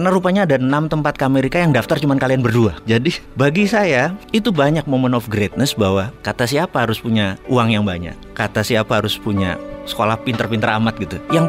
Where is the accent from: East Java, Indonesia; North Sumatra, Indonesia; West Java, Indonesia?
East Java, Indonesia; Malang; also born or lived in Madiun; saya lahir di Mospati, di Madiun, asli Malang.